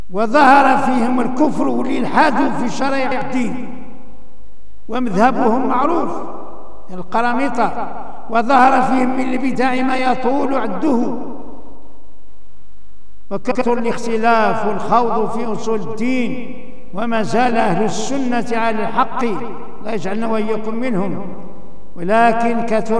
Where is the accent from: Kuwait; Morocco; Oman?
Morocco; كاين عندنا في المغرب اللي تيغلو في أهل البيت